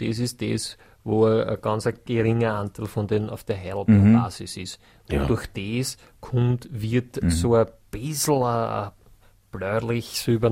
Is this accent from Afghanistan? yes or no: no; Burgenland, Austria; Das ist, das ist das, was man bei uns im Burgenland herund schon ist.